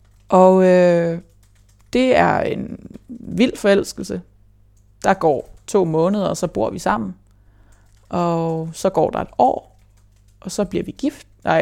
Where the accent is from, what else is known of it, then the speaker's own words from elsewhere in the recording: Hobro, North Denmark Region, Denmark; born there; Jamen, jeg blev født på Hobro sygehus, tror jeg.